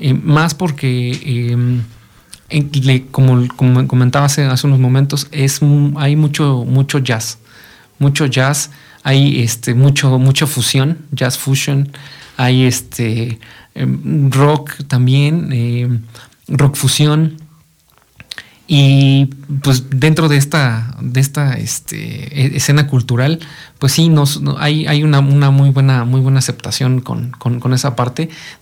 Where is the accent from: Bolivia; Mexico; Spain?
Mexico; Ameca, Jalisco; aquí en Ameca, algo que recuerdo mucho de mi tierra, de mi raíz, es que aquí hacíamos al principio